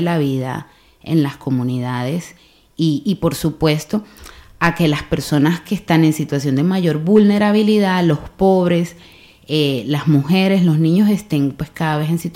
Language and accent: Spanish; Bilbao, Basque Country, Spain; en el caso aquí de, de Bilbao como bilbaínos, como que hemos nacido aquí, hemos estado toda la vida aquí